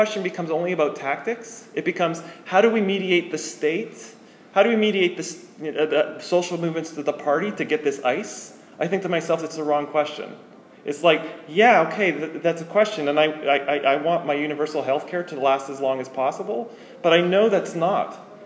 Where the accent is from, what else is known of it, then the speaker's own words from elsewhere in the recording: Canada; I think of them like ice, because I'm Canadian.